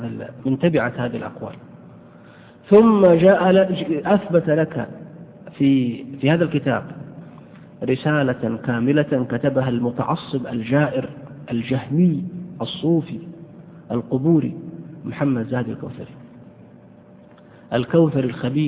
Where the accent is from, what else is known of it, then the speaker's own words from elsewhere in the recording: Saudi Arabia; مدرس مع الأسف عندنا في السعودية